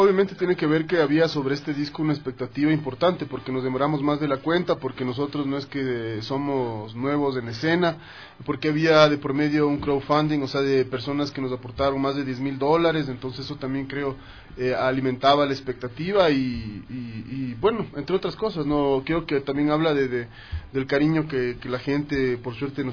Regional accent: Quito, Pichincha, Ecuador; como siempre dije, como quiteños, pucha, es un sueño tocar en ese teatro.

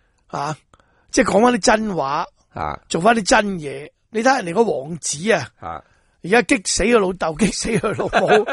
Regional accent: Hong Kong; 我哋香港人做一件好事得

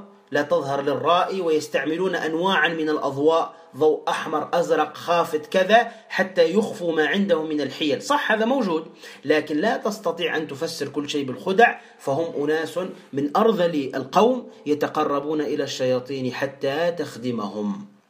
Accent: Tunisia; ماذا نقول عندنا في تونس؟

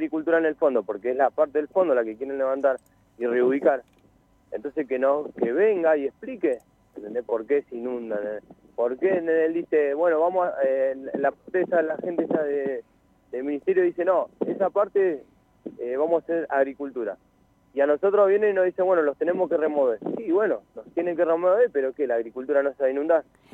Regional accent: Alto San Lorenzo, Buenos Aires, Argentina; yo vengo de un barrio de Alto San Lorenzo, que estuve viviendo 17 años ahí.

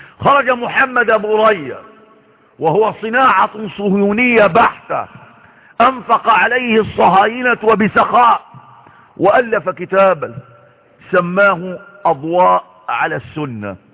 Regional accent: Egypt; وما أكثر الكتباء والكتاب والمفكرين في بلدنا مصر

